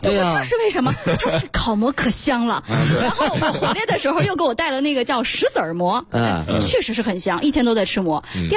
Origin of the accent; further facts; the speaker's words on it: Northeast China, China; 我们东北人爱吃茄盒